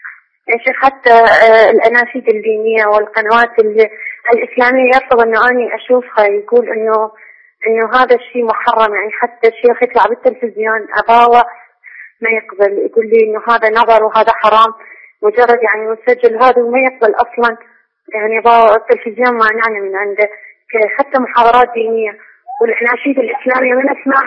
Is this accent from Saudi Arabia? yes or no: no; Iraq; أنا من العراق